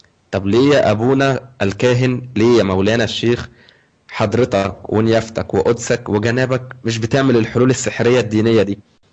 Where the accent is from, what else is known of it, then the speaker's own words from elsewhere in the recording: Egypt; دلوقتي بنلاقي في البرامج التلفزيونيه عندنا في مصر مذيعه بتتكلم عن الاستنساخ